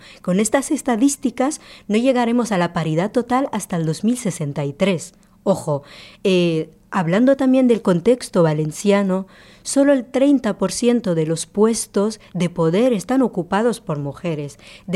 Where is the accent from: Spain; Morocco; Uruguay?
Morocco; Incluso, por ejemplo, yo que soy marroquí, no puedo ni votar teniendo trabajo, pago mis impuestos, tengo una residencia, pero solo por mi procedencia yo no puedo votar.